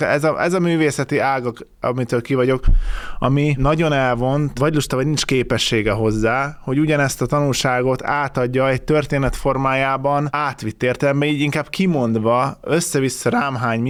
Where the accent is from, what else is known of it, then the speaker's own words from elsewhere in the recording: Hungary; Magyarként, aki itt nőtt fel, azt választom, ahol felnőttem.